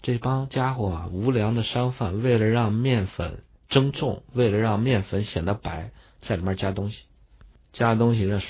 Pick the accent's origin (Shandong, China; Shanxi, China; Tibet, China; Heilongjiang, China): Shanxi, China; Datong; 你像我们老家山西大同那儿呢，一般到阳历这个八月份才收割